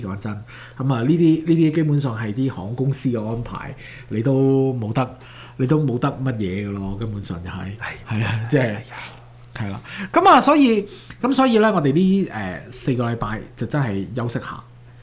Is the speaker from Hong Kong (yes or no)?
no; Canada; 咁我哋睇我哋國，即係我哋即係加拿大，我哋係加拿大人啦